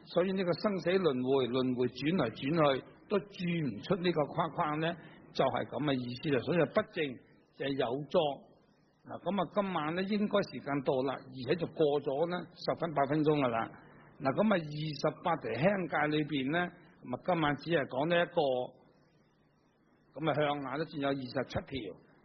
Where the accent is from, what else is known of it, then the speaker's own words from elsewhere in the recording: China; 因為我哋中國人有啲咁樣嘅